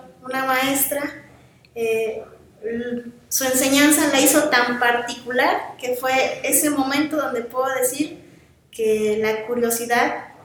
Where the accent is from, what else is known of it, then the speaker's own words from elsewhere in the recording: Yautepec, Morelos, Mexico; Sí, soy originaria de Yautepec y estudié también aquí en la ciudad de Cuernavaca